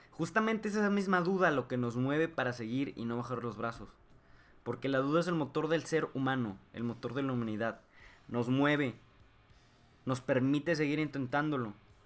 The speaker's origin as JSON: {"language": "Spanish", "town": "Saltillo", "region": "Coahuila", "country": "Mexico", "said": "Hay un evento muy famoso aquí de donde somos, en Saltillo, de Coahuila"}